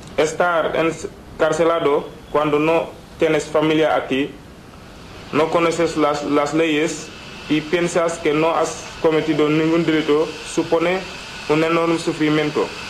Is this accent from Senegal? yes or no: yes; Senegal; now in Spain; soy de Senegal, llevo menos de 2 años en España.